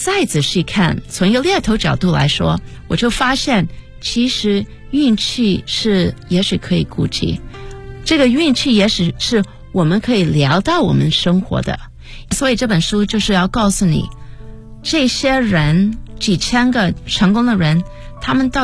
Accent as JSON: {"language": "Chinese", "country": "United States", "tie": "born or raised there", "said": "我在美国长大，我是一个中国小姑娘，我今年48岁，所以我自己是1969年在美国出生"}